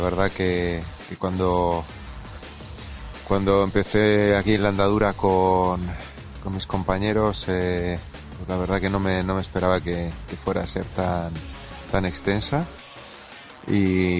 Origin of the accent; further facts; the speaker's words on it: Bilbao, Basque Country, Spain; yo tengo pensado ya en septiembre volver a Bilbao, volver a mi tierra.